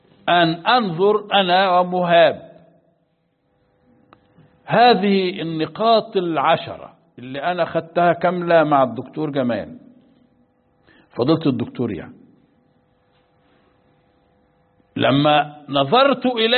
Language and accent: Arabic; Egypt; أنا مصري وهو مصري